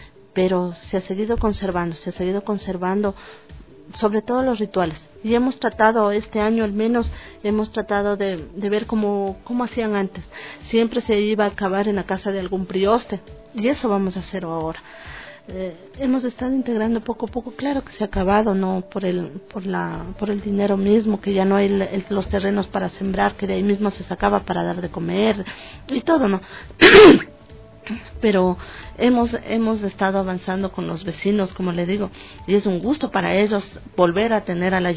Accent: Ecuador; O sea, todos somos un pueblo, somos ecuatorianos en sí.

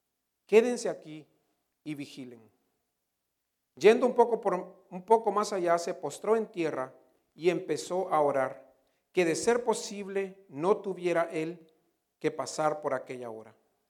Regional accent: El Salvador; moved away; also born or lived in San Francisco, United States; Muchos de ustedes saben que yo viví varios años en San Francisco, en California, de joven. De hecho, llegué a California de El Salvador un enero de 1990 con mi hermana menor

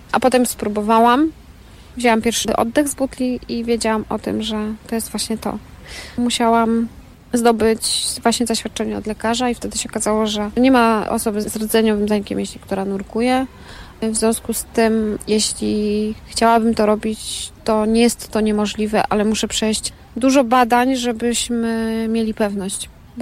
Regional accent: Zakopane, Lesser Poland, Poland; born there; No urodziłam się w Zakopanem.

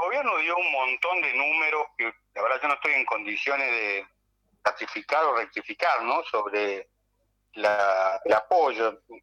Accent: Córdoba, Argentina; nosotros somos de Punilla, de la sierra, sabemos que la posibilidad de incendio está a la vuelta de la esquina

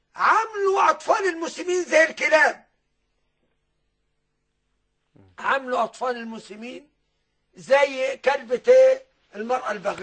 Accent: Beni Suef, Beni Suef Governorate, Egypt; ما يشربوش كبير عندنا في بني سويف

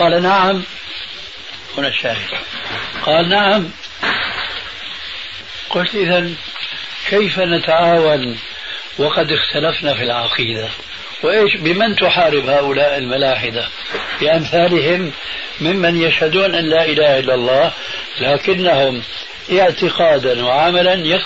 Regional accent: Damascus, Damascus Governorate, Syria; وأنا قرأت رسالة عندنا في دمشق الشام

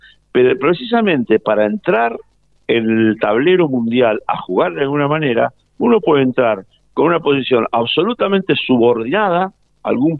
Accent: Argentina; nosotros como argentinos deberíamos lograr que ese canal de la mañana se haga

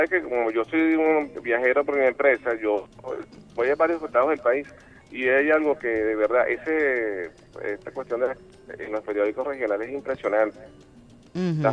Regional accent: Venezuela

